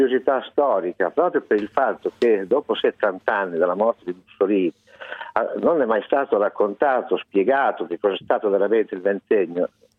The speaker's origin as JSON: {"language": "Italian", "town": "Predappio", "region": "Emilia-Romagna", "country": "Italy", "tie": "born there", "said": "Ma guardi, io sono nato a Predappio 50 anni fa."}